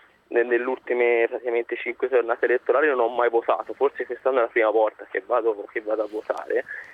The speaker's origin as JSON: {"language": "Italian", "region": "Tuscany", "country": "Italy", "said": "io sono toscano"}